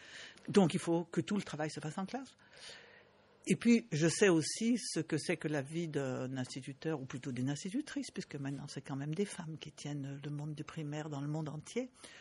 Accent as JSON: {"language": "French", "country": "Bangladesh", "said": "Par exemple, je viens du Bangladesh. J'étais au Bangladesh au mois de janvier."}